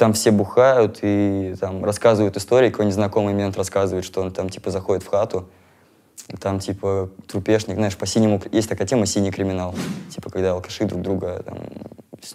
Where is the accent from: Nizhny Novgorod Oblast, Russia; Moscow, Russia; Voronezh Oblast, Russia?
Moscow, Russia; also born or lived in Murmansk; Вообще, короче, я родился в Мурманске.